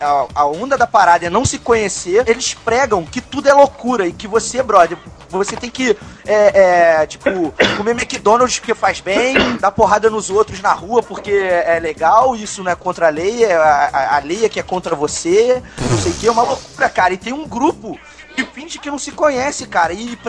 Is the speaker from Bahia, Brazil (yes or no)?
no; Petrópolis, Rio de Janeiro, Brazil; eu nasci em Petrópolis, eu sou de Petrópolis.